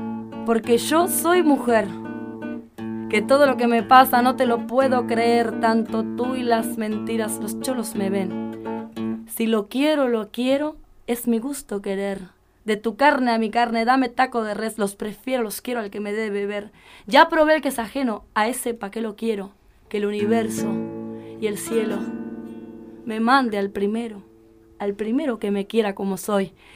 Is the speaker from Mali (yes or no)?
no; Argentina; Como para mí es un orgullo y es lindo también que sepan que uno como argentino, ¿no?